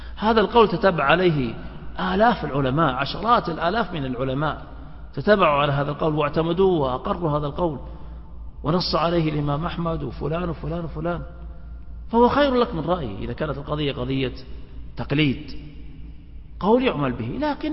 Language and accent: Arabic; Saudi Arabia; بلادنا المملكة العربية السعودية بحمد الله تبارك وتعالى تخلو من هذا التعصب